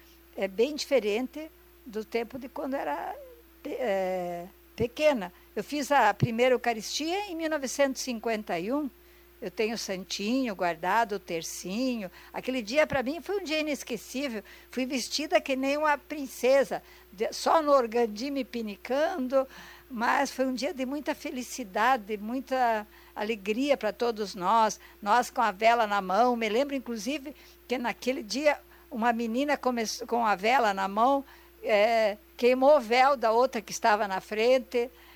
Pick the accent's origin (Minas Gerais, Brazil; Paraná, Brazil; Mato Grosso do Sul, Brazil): Paraná, Brazil; Foz do Iguaçu; born there; Eu nasci aqui em Foz do Iguaçu num domingo, quando tocava o sino da igreja.